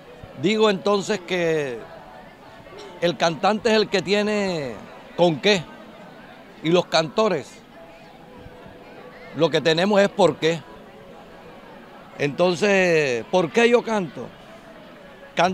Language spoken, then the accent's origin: Spanish; Colombia; todo lo que tenemos nosotros como colombianos